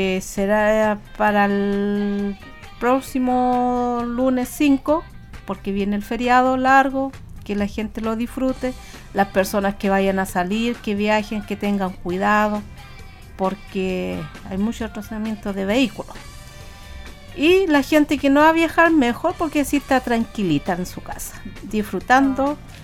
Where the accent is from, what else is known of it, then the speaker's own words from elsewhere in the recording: Chile; nada que ver acá en Chile, pero como los chilenos somos